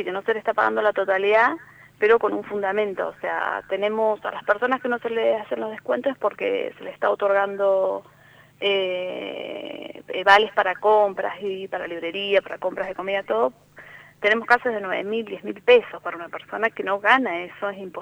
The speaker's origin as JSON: {"language": "Spanish", "region": "Santa Cruz", "country": "Argentina", "said": "somos de Santa Cruz."}